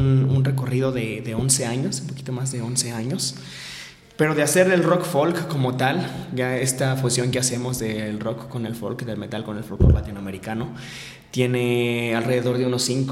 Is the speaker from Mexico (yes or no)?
yes; Teziutlán, Puebla, Mexico; Yo, por ejemplo, soy de la Sierra Norte, de Suyutepetzintlán, de Tezitlán, Puebla.